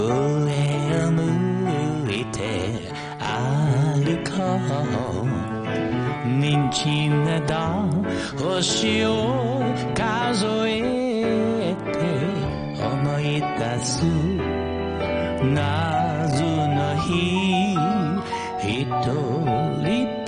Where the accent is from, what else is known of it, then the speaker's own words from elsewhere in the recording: Hong Kong; 我哋香港人嘅心中嘅 big star，